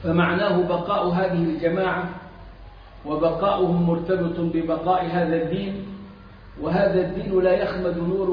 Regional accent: Egypt; إحنا عندنا في مصر الخطبة والدرس

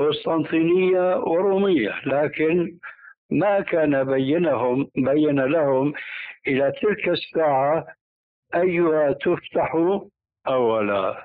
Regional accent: Damascus, Damascus Governorate, Syria; كما يقولون عندنا في دمشق

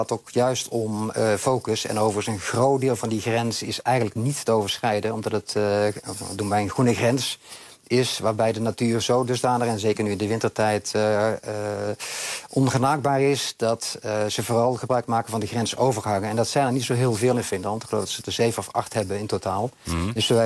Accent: Netherlands; now in Warsaw, Poland; Zeker. Ik blijf Nederlander en ik kom er regelmatig, dus zeker.

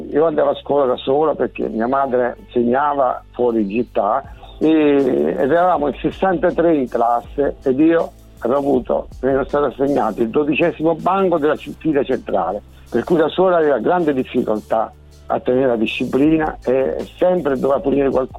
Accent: Apulia, Italy; born there; Sì sì, sono nato in Puglia.

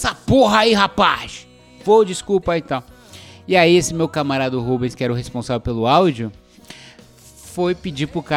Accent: São Paulo, Brazil; Ah, somos de São Paulo.

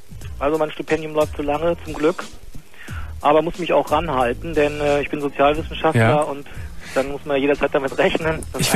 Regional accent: Germany; now in Tokyo, Japan; ich bin Deutscher und Sozialwissenschaftler und Forscher. Bin jetzt seit 10 Monaten hier an der Uni.

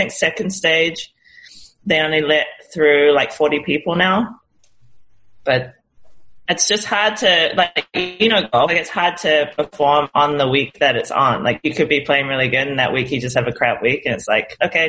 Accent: New Zealand; So obviously I'm from New Zealand.

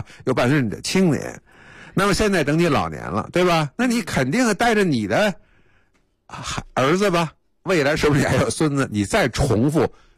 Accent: Beijing, China; 所以北海对我们北京人来说，那就更熟悉了嘛。

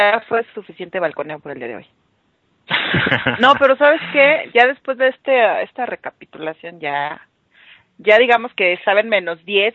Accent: Mexico; yo soy, creo, una parte como muchos mexicanos

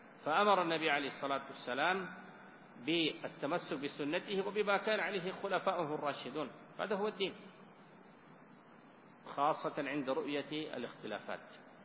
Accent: Sudan; وإن كان بلدنا السودان يعني فقيرا من مثل هذه المخطوطات

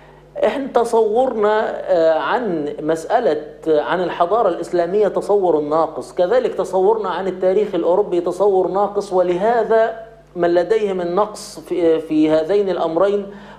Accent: Egypt; أنا باعتباري مصري سأتكلم الآن عن مصر

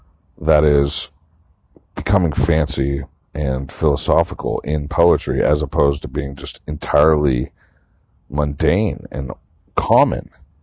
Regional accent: Santa Cruz, California, United States; because I found this poetry in my hometown of Santa Cruz

